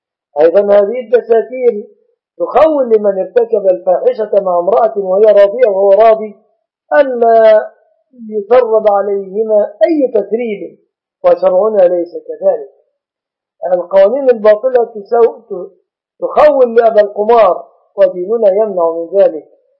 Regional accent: Egypt; فمثلا بلادنا مصر لا يخفى أن فيها ظلم

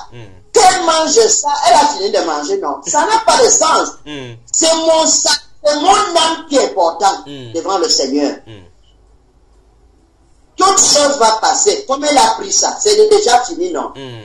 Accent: Gabon; Comment je ne dis pas les gens que je suis venu du Gabon

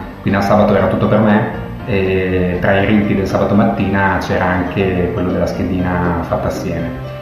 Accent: Bologna, Emilia-Romagna, Italy; born there; now in Ravenna, Italy; sono un bolognese di nascita e romagnolo di adozione. Oggi vivo a Ravenna con la mia famiglia, con mia moglie e le nostre 2 bambine.

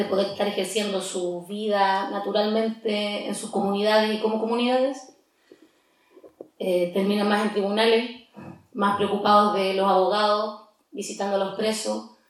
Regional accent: Temuco, Araucanía, Chile; nací en Temuco, vivo aquí en Gualmapu toda mi vida, estudié en la Universidad Católica de Temuco.

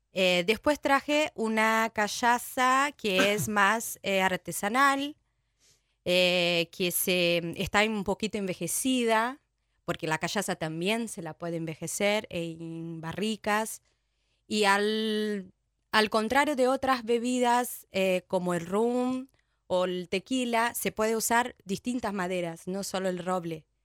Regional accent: São Paulo, Brazil; Spanish is a second language; moved away; also born or lived in Fortaleza; Sí, sí. Paulista. Una ciudad que está 100 kilómetros más o menos de la capital.

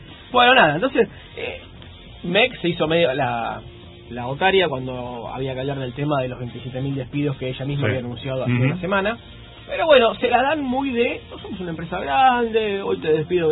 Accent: Argentina; porque en mi país

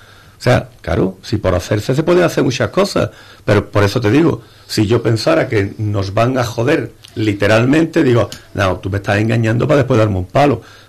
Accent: Andalusia, Spain; somos andaluces.

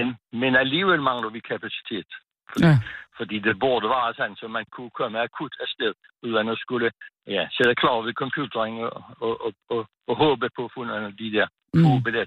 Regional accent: Capital Region of Denmark, Denmark; Og det er vi meget glade ved som bornholmere, at der er mange, der har lyst til at rejse til Bornholm

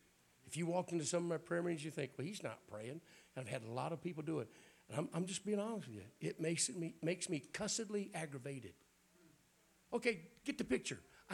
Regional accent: Alabama, United States; I'm from Alabama.

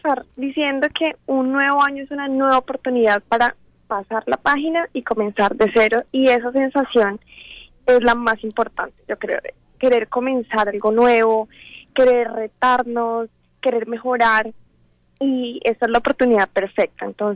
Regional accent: Colombia; Fue un año exactamente en Estados Unidos. Yo soy de Colombia. Al regresar a Colombia

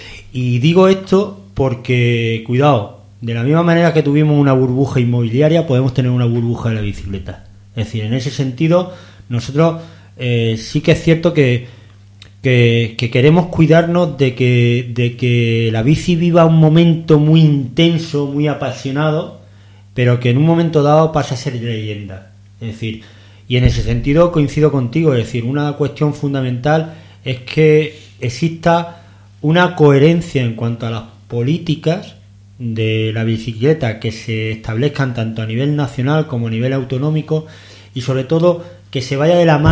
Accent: Murcia, Region of Murcia, Spain; yo, que vengo de Murcia

